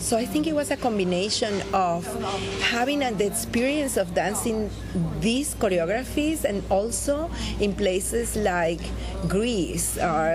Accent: Venezuela; Yes, I am from Venezuela

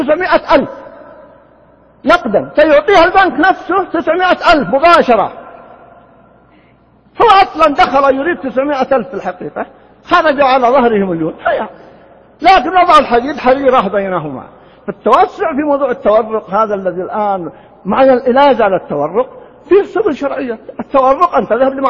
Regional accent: Riyadh, Riyadh Province, Saudi Arabia; كان يسمى عندنا في الرياض قديمنا الجفرة في الديرة

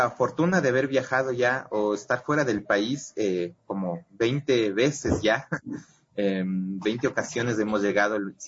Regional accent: Ecuador; partícipes de nuestro trabajo, hacer partícipes con nuestra cultura ecuatoriana a la gente.

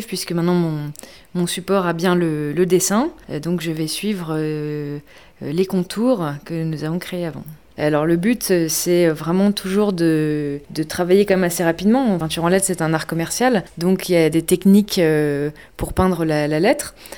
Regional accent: Épinal, Grand Est, France; Alors je viens d'Épinal, je suis graphiste et peintre en lettres, et installée ici depuis 3 mois.

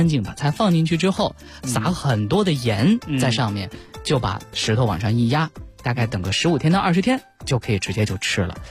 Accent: Northwest China, China; 我再跟您说一说我的家乡西北啊。

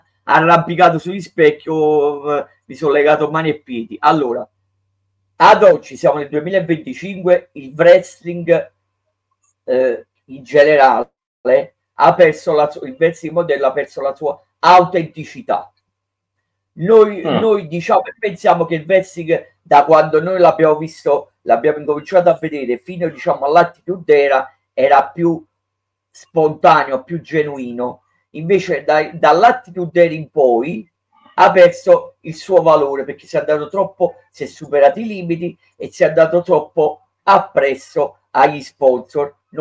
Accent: Naples, Campania, Italy; da buon napoletano

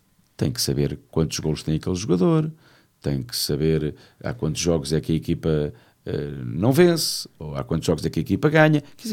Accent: Santarém, Portugal; Eu sou de Santarém.

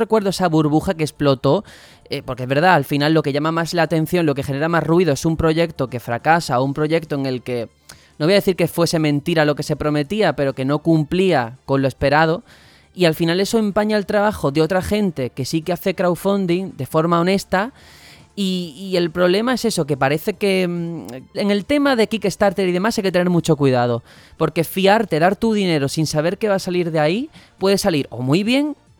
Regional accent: Mexico; pero así somos los mexicanos. De todo se hace fiesta aquí

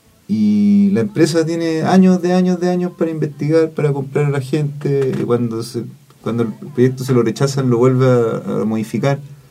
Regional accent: Atacama, Chile; yo vivo en mi pueblo donde viví toda la vida, por ejemplo, en el Valle del Huasco

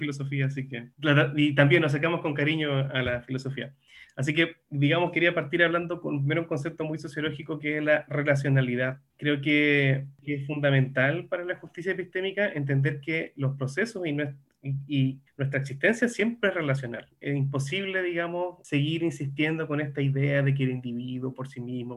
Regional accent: southern Chile, Chile; Yo soy del sur de Chile, y nos encontramos en un lugar, estábamos en la playa mirando el mar

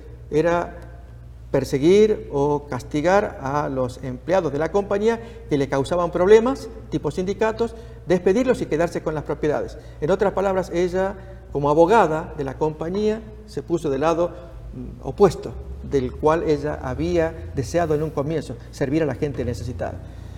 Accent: Argentina; en Argentina, en mi país

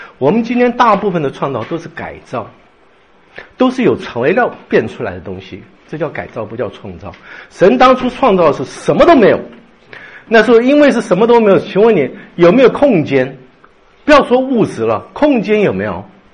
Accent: China; 我们是从中国来的，大部分中国来的

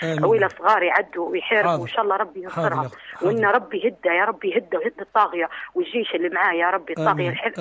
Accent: Benghazi, Libya; نحن عرب بنغازي

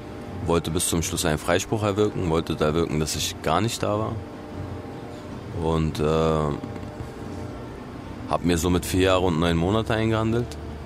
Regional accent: Berlin, Germany; now in Kosovo; Ich lebe hier. Natürlich ist Berlin meine Heimat. Da bin ich aufgewachsen. Da ist der einzige Ort, wo ich mich wirklich zu Hause fühle.

